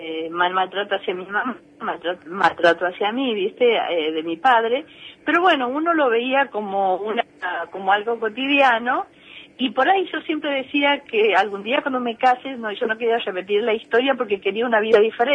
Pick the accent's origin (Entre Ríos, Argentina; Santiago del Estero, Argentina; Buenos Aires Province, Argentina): Santiago del Estero, Argentina; also born or lived in Buenos Aires; Yo soy santiagueña, nací en Santiago, estudié en Capital y muchas veces, viste, soy hija de un padre ferroviario radical y una mamá que era analfabeta y vivía en el campo.